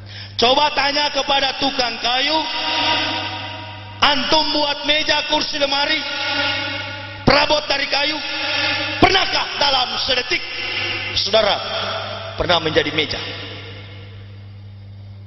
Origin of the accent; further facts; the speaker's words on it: Manado, North Sulawesi, Indonesia; Kampung saya Manado